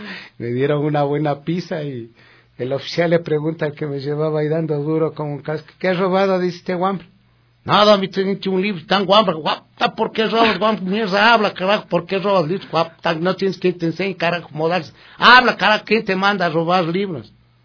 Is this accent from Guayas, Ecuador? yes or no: no; Quito, Pichincha, Ecuador; algunos dicen que soy quiteño de cepa. Sepa usted que yo no soy quiteño de cepa. Mi mamacita es de Toacaso. Mi papá, que en paz descanse, era de Ambato.